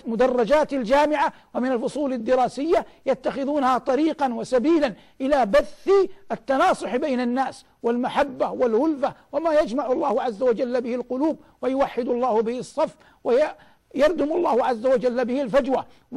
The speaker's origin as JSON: {"language": "Arabic", "country": "Saudi Arabia", "said": "وقد من الله عز وجل على بلادنا المملكة العربية السعودية بالأمن"}